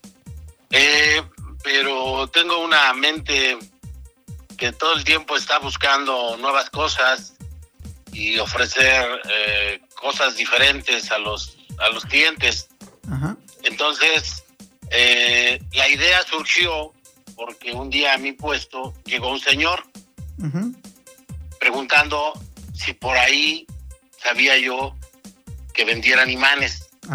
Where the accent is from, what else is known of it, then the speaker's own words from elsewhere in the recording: Nezahualcóyotl, State of Mexico, Mexico; now in Toluca, Mexico; Yo soy originario de Ciudad Nezahualcóyotl y desde hace 31 años aproximadamente vivo en la ciudad de Toluca.